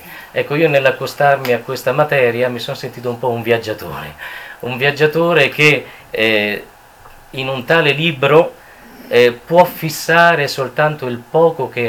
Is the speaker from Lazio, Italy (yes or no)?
yes; Rome, Lazio, Italy; io vengo da Roma, vivo qui in Alto Adige da 15 anni